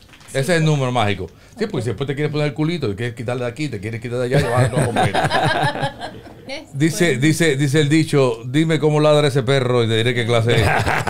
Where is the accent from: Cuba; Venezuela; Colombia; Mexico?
Cuba; Los cubanos somos muy chinos.